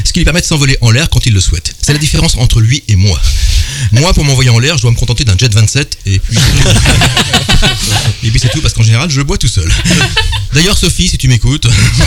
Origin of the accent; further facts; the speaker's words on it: Paris, Île-de-France, France; Oui, je suis parisien.